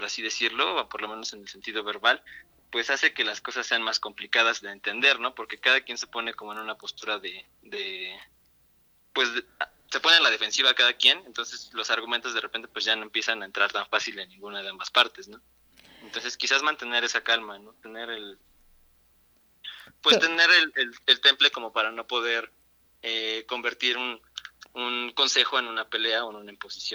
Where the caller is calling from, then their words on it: Atlautla, State of Mexico, Mexico; De Atlautla.